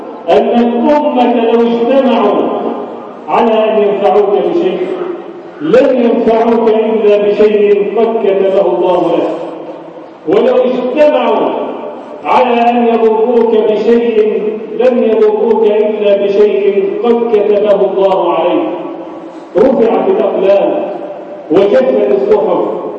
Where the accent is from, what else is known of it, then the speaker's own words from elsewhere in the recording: Egypt; اجعل بلدنا مصر أمنا أمانا، سخاء رخاء وسائر بلاد المسلمين.